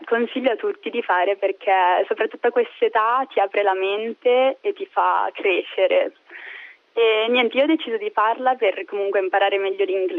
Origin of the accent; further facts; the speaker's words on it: Como, Lombardy, Italy; Io vengo da Como.